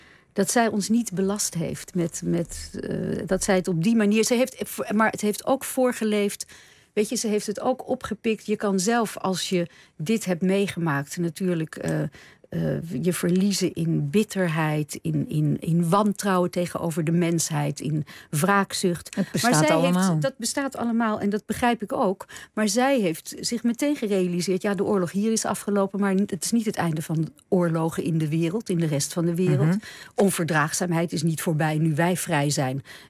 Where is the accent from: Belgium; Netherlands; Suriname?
Netherlands; Nederhorst den Berg, North Holland; Ik ben een Nederlandse en ik ben ook een Bergs. Ik kom ook uit het dorp Nederhorst, weet je wel.